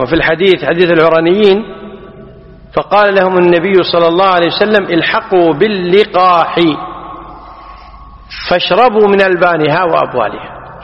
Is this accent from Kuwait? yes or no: yes; Kuwait; احنا عندنا في الكويت لقاح بالفتح على خلاف الفصيح